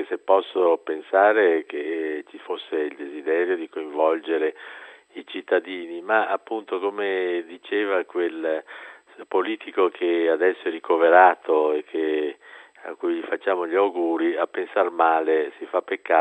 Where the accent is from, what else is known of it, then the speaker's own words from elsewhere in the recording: Venice, Veneto, Italy; ho un mio flemma, che è la flemma di uno che ha lo scirocco nel sangue, perché io sono un veneziano, quindi faccio fatica a scompormi.